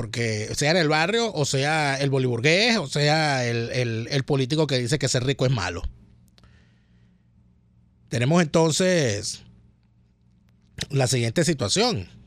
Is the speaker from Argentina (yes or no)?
no; Venezuela; Nosotros como venezolanos hemos salido a negarle la nacionalidad venezolana a esos represores